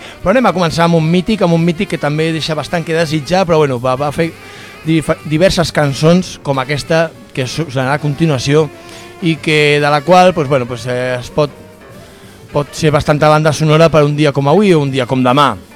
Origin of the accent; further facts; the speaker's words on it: Catalonia, Spain; que porten tota la vida els que som catalans, no?